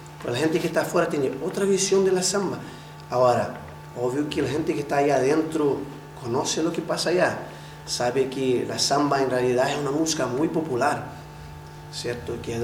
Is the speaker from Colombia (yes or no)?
no; Brazil; Spanish is a second language; now in Chile; cuando tú te presentas en algún lado y dices, yo soy brasileño, al tiro dices, ¡oh, y samba!